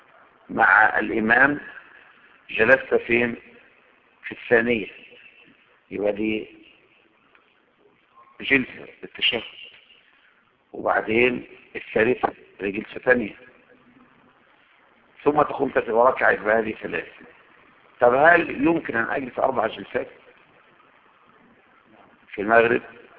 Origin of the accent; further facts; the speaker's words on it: Egypt; اما انا من هنا من مصر يستحب ان اشد الرحله الى